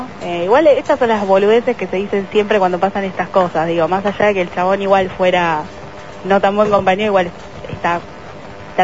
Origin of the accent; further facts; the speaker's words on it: Almagro, Buenos Aires, Argentina; De Almagro.